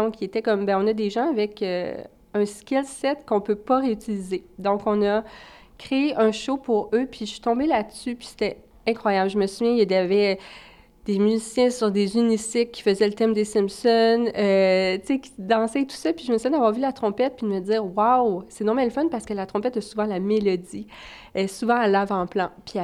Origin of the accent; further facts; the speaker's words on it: Val-d'Or, Quebec, Canada; Moi, je suis native de Val-d'Or en Abitibi